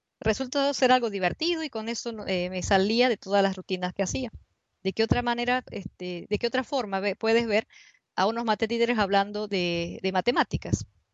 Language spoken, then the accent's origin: Spanish; Argentina; en distintos países ha sido trabajado, sobre todo en Argentina, de donde yo vengo